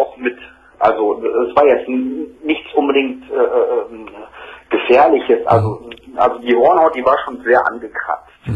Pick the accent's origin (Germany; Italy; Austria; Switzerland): Germany; North Rhine-Westphalia; Also ich komme halt aus dem Bergischen Land.